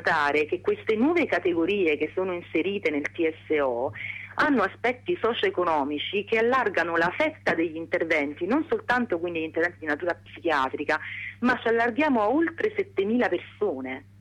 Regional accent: Salerno, Campania, Italy; per chi non è della zona come me, che sono di Salerno e quindi conosco bene

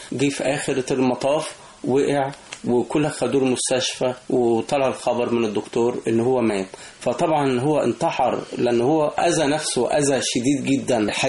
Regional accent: Egypt; احنا لنا تقاليد كمصريين

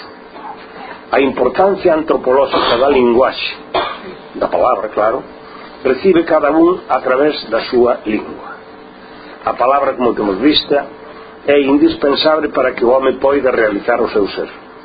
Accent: Galicia, Spain; unha cultura propia de nós como galegos, que é a nosa cultura, e esa cultura é a cultura galega

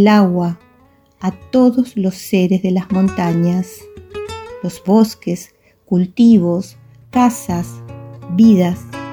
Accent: Allen, Río Negro, Argentina; soy poeta de Allen, Río Negro.

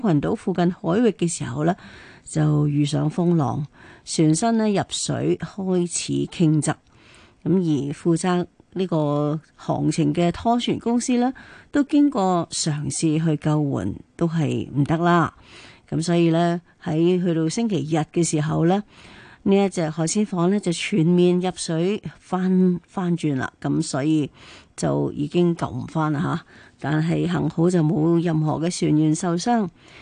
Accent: Hong Kong; 就是跟我们香港人都一起成长

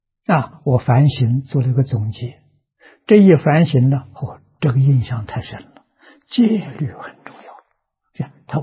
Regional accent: China; 我们是现代人，我们是中国人，我们的生活规范是中国古圣先贤定的

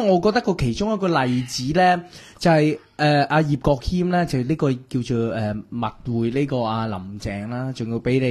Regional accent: China; 但系啲网友唔知喺我哋中国人嘅文化啦

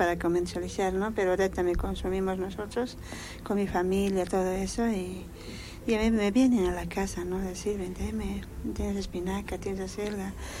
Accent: La Paz, Bolivia; now in Cochabamba, Bolivia; porque yo soy de La Paz y casi no conocía mucho las selgas, espinacas, no, pero cuando me vine ya estoy acá de 16 años, aquí en Cochabamba.

